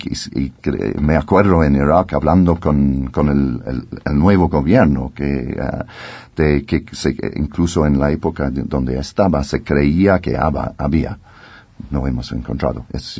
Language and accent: Spanish; United Kingdom; Spanish is a second language; incluso mi país, soy británico, y teníamos nuestro imperio en la historia